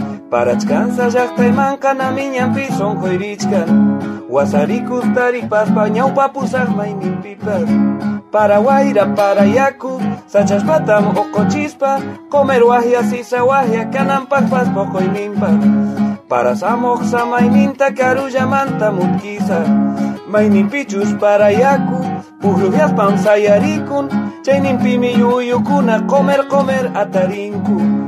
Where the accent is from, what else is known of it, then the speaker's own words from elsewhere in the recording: Santiago del Estero, Argentina; Yo soy de aquí, de Santiago del Estero, del departamento Figueroa, de la Costa del Salado. De aquí un pueblo que se llama El Pirucho, Bandera Bajada.